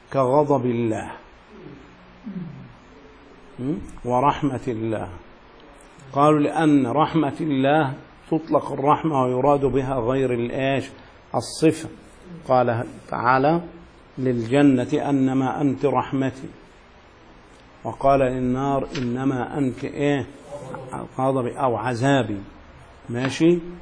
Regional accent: Egypt; يعني عندنا في مصر كثير من الناس تحلف بالقرآن

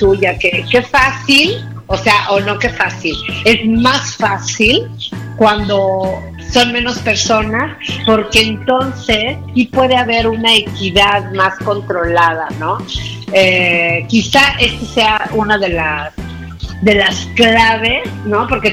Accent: Mexico; le digo, bueno, yo soy mexicana

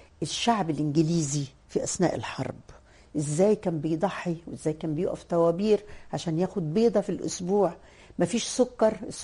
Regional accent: Roda, Cairo Governorate, Egypt; انا من مواليد الروضه وساكنه في الروضه, انا وانا عندي 11 سنه وعديت كوبري عباس مشي, احنا في الروضه

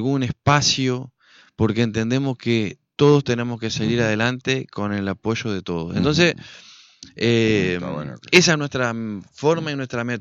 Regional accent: Argentina; yo, como muchos argentinos, creímos que era la avenida del medio y que era la moderación y que era la esperanza de la Argentina

